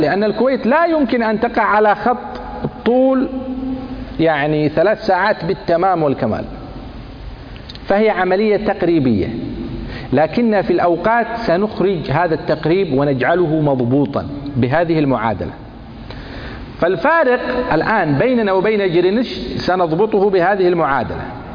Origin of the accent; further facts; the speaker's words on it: Sana'a, Sana'a Governorate, Yemen; لأني أنا من صنعاء أصلا